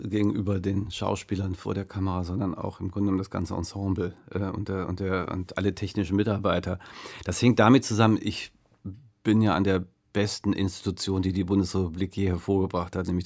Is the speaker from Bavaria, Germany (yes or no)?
no; North Rhine-Westphalia, Germany; Der kommt ja auch aus Düsseldorf, Ben Rather, ist bei uns direkt in Fahrradweite von meiner Heimat entfernt.